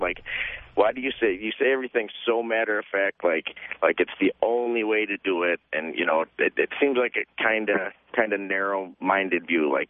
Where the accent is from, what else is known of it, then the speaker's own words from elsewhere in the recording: Syracuse, New York, United States; now in Los Angeles, United States; Syracuse.